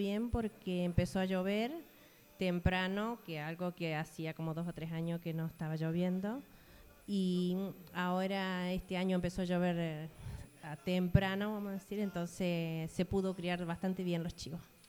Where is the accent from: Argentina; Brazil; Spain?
Argentina; Las Aguadas, San Luis; de la zona en el departamento San Martín, soy de Casa de los Tigres, de Las Aguadas, la localidad de Las Aguadas. Sí, ahí es una zona bastante fea para llegar, no es muy fácil para llegar.